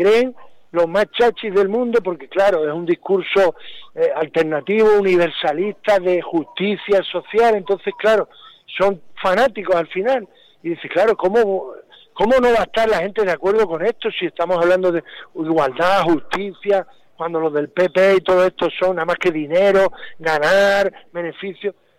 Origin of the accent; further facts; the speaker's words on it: Andalusia, Spain; Yo soy de Andalucía, estuve ahora hace unas semanas por allí viendo a la familia y demás. En Andalucía, que es muy rural, es muy rural